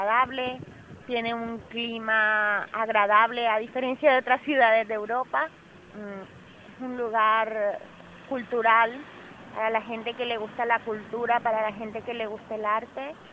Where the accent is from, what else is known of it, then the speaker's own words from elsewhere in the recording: Barranquilla, Atlántico, Colombia; Yo soy de Barranquilla, Colombia.